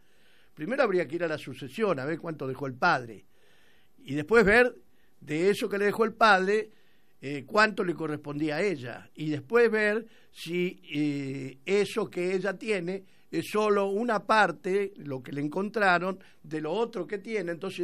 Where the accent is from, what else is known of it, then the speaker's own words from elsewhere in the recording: Argentina; soy argentino, que quiere a su patria